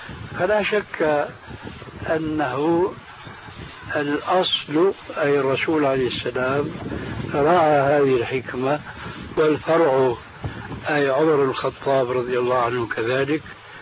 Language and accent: Arabic; Syria; كما يقولون عندنا في الشام